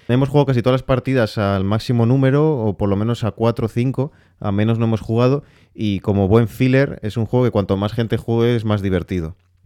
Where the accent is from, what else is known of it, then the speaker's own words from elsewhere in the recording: Spain; Sí, yo soy de España, sí.